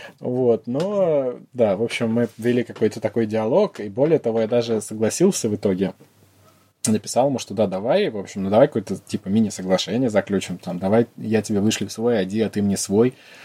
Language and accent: Russian; Russia; now in London, United Kingdom; Я говорил, что я из Лондона, я не говорил, что я English. А откуда ты? Я говорю, I'm Russian.